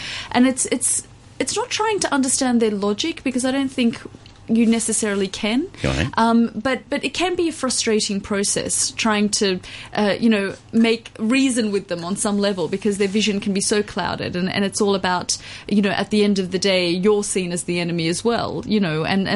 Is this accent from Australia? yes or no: yes; Australia; being a woman, being Australian, really helped.